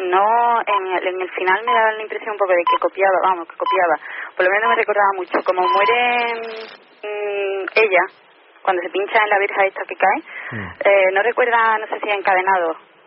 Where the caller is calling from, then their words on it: Córdoba, Andalusia, Spain; llamo de Córdoba.